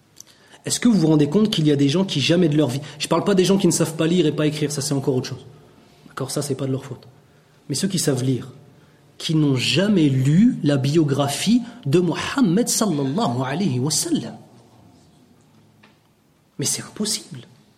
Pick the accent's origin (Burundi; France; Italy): Italy; French is a second language; Vous savez que moi je ne suis pas un arabe, parce que vous savez ça. Moi je suis un italien, je suis un converti à l'islam.